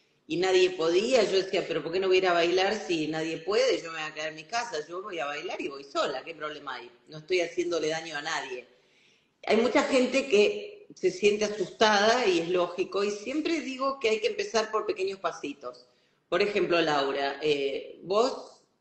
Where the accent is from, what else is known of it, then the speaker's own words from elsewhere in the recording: Rosario, Santa Fe, Argentina; born there; also born or lived in England; now in Buenos Aires, Argentina; Yo no soy nacida en Buenos Aires, soy nacida en la ciudad de Rosario, que es una ciudad grande de la Argentina, y hace 20 años que vivo aquí. También he vivido en Inglaterra